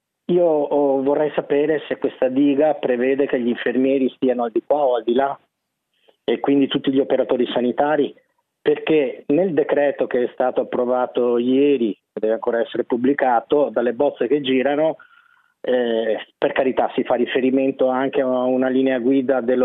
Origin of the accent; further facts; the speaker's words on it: Vicenza, Veneto, Italy; io per esempio sono di Vicenza, quindi il mio comune si è in qualche modo attivato